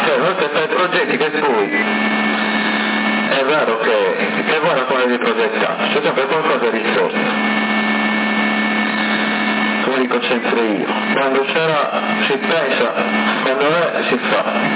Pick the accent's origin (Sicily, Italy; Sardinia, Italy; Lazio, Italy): Sardinia, Italy; Sassari; Siamo di Sassari.